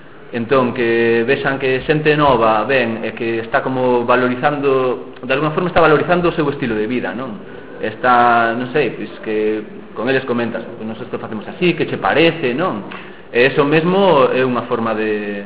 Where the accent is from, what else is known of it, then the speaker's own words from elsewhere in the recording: Arnoia, Galicia, Spain; eu mesmo no meu pobo aquí, eu son de Arnoia, aí do Ribeiro